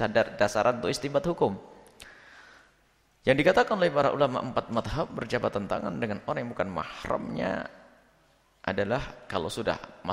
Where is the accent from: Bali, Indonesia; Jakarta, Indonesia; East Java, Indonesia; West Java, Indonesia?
East Java, Indonesia; kita juga dari Jawa Timur, sama Jawa Timur.